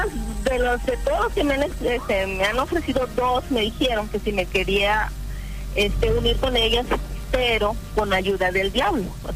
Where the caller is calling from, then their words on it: Ciudad Acuña, Coahuila, Mexico; hablo aquí de la colonia Cedros, de aquí de Ciudad Acuña.